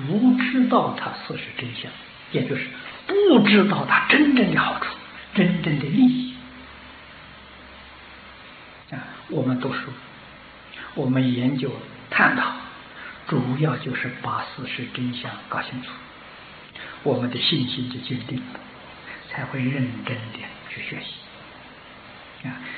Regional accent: China; 我们中国人俗话说金銮殿

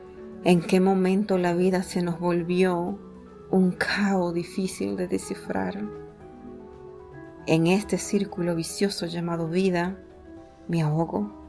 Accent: Venezuela; soy venezolana, amante de la poesía

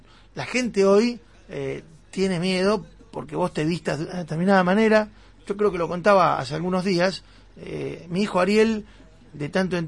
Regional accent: Avellaneda, Buenos Aires Province, Argentina; yo soy de Avellaneda. Yo vengo al centro todos los días.

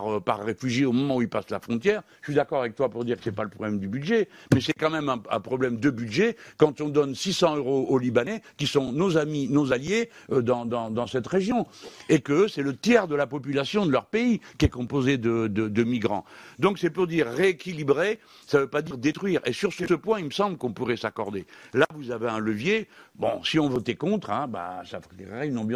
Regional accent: France; mais moi, en tant que Français, je suis pas d'accord

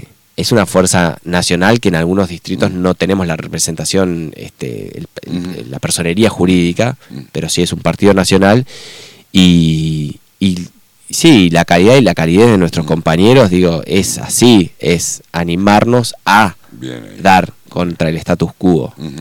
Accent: Concordia, Entre Ríos, Argentina; Y somos de Entre Ríos, eso está bueno.

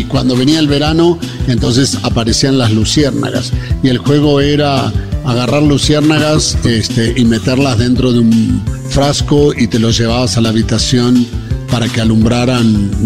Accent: Buenos Aires Province, Argentina; Yo nací en la ciudad de Buenos Aires. O sea, soy porteño por haber nacido en la ciudad de Buenos Aires. Y bien porteño, porque en esa época mi papá era ferroviario y los ferrocarriles tenían un hospital propio frente al puerto de Buenos Aires, así que más porteño imposible.

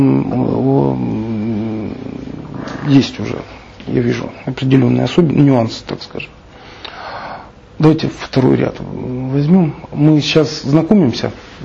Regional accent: Rostov-on-Don, Rostov Oblast, Russia; я же из Ростова

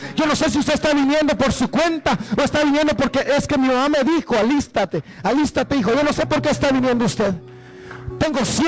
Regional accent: Guatemala; moved away; El recuerdo que yo tengo cuando yo me vine de Guatemala, soy de Guatemala.

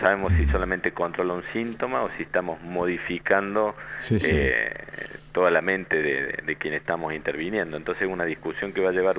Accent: Argentina; esperamos que como ciudadanos argentinos, como población y demás

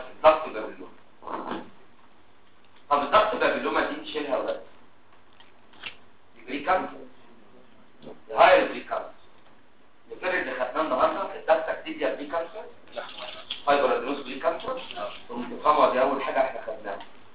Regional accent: Damietta Governorate, Egypt; غير انا دمياطي. انا والدي دمياطي ووالدتي من المنوفيه.

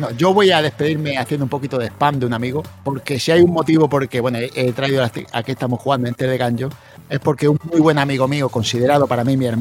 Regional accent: Melilla, Spain; este amigo mío, que está ahora mismo en Melilla, en mi ciudad natal, y con el que compartí mi niñez

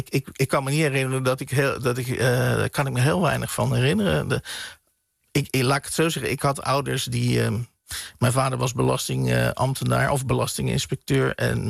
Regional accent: Oegstgeest, South Holland, Netherlands; Ja, dit brengt mij dus inderdaad terug naar mijn jeugd in Oegstgeest.

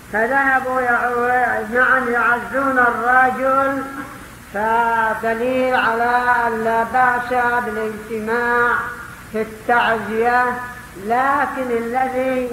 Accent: Yemen; وربما يشترون من الضعف عندنا في اليمن يكلفهم قدر مليون

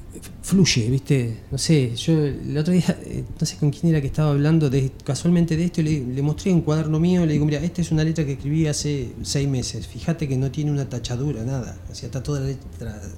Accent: Barker, Buenos Aires, Argentina; born there; Yo nací en Barker. En Barker hay gente, hay chaqueños, hay correntinos, hay formoseños, bolivianos, chilenos, rusos, riojanos.

